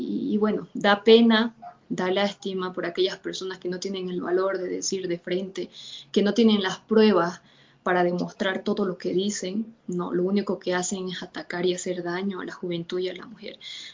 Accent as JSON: {"language": "Spanish", "country": "Bolivia", "said": "no vamos a negociar esa lucha como familia ni como pueblo boliviano que hemos dado ante nada"}